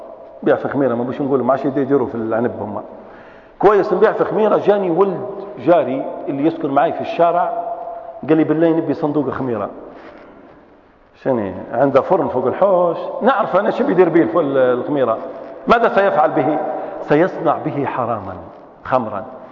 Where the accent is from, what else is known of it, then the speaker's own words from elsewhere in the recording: Libya; احنا في ليبيين عندنا حاجات اخرى